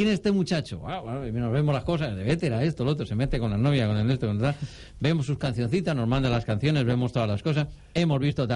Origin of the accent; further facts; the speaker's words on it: Valencian Community, Spain; En estos comarques centrales, allí en el meu poble, que yo soy de la Safor.